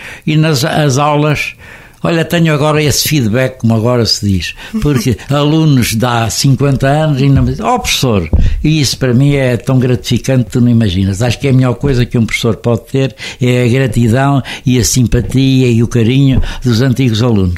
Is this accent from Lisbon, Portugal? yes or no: no; Coimbra, Portugal; mantive-me sempre aqui fiel, sou aos de Coimbra, são os coimbrinhas, eu sou um oliveirinha, gosto muito da minha terra